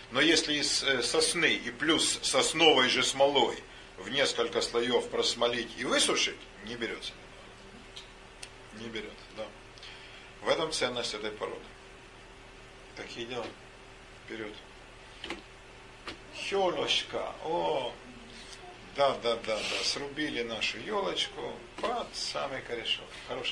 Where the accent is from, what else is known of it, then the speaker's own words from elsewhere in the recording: Zaporizhzhia, Zaporizhzhia Oblast, Ukraine; now in Russia; Я вырос на юге, в Запорожье